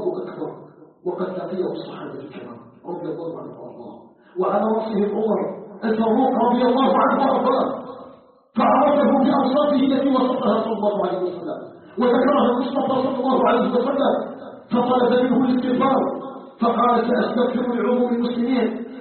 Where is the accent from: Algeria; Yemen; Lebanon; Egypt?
Algeria; ونسأله سبحانه أن يجعل بلدنا الجزائر بلدا آمنا مطمئنا